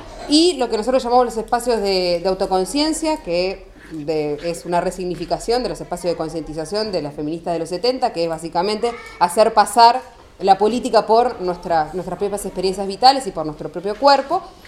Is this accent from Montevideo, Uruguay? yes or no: yes; Montevideo, Uruguay; now in La Plata, Argentina; Yo soy de Uruguay, de Montevideo, soy del colectivo feminista Minervas, estoy viviendo en La Plata